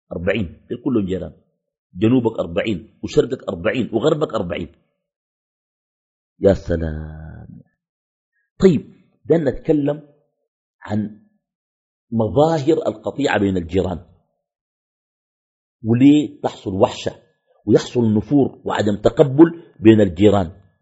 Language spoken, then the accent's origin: Arabic; Khartoum, Sudan; بعض الأحياء عندنا في الخرطوم بتكون أحياء مغلقة